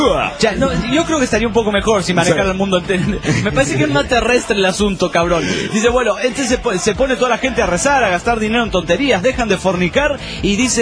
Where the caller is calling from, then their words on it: Tijuana, Baja California, Mexico; de Tijuana, México.